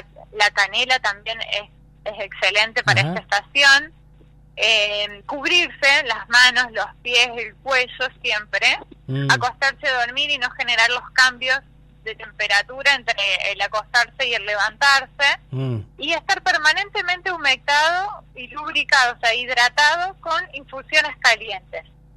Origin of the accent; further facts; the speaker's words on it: Córdoba, Argentina; born there; now in Buenos Aires, Argentina; nací en Córdoba, y estudié en Buenos Aires durante 10 años